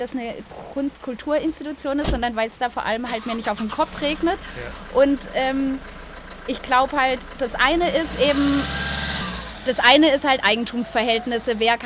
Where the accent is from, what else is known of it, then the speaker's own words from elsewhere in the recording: Southwest Germany, Germany; also ich komme aus dem Südwesten